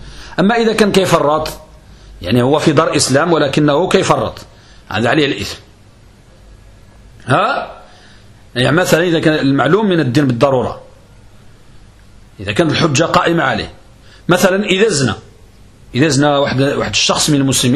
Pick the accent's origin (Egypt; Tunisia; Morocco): Morocco; يبيح الإنسان يزني عندنا في المغرب